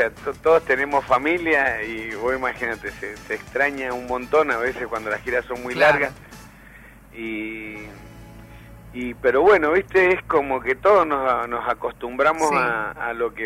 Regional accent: Argentina; Somos polémicos los argentinos.

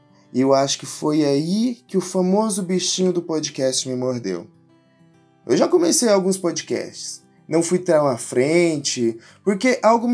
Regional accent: Mineiros, Goiás, Brazil; Eu sou de uma cidade do interior de Goiás, chamada Mineiros. Apenas 60 mil habitantes, conhecida por ser a cidade saúde, ser o Vale do Araguaia e também de ter uma alta quantidade de suicídio

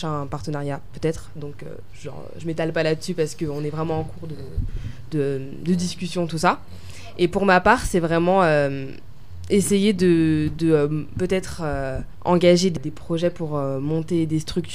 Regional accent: France; born there; first language French; Étant donné que je suis née en France, je parlais français qui était ma langue maternelle. Du coup, j'ai appris aussi quelques notions en Swahili

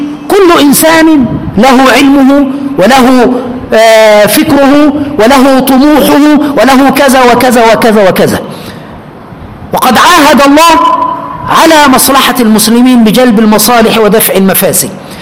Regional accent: Aswan, Aswan Governorate, Egypt; أنا من أسوان، من أسوان لمرسى مطروح، يعني من أول مصر إلى آخرها

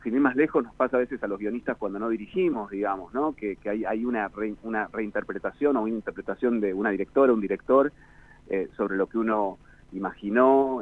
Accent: Carmen de Patagones, Buenos Aires Province, Argentina; la tragedia de Carmen de Patagones, justamente, la tragedia escolar que ocurrió en el 2004, bueno, en el lugar, la ciudad de donde soy oriundo

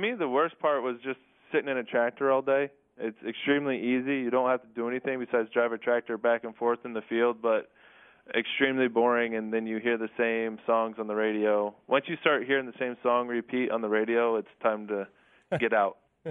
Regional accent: Kansas, United States; Yeah, so I grew up in Kansas on a farm, and it was a lot of hard work.

